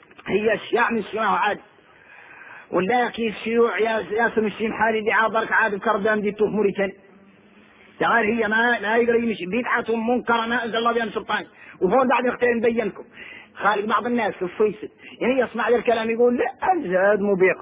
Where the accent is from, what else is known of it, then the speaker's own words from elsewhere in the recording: Mauritania; احنا موريتاني وعكسنا الرواية